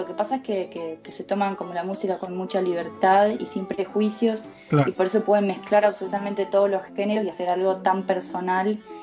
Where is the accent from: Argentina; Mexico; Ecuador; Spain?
Argentina; Santa Rosa, La Pampa; cuando yo tenía 11 años, con mi familia nos mudamos a Santa Rosa, La Pampa, que ahí es donde me hice, digamos, más la que soy hoy, y ahí es donde empecé a estudiar música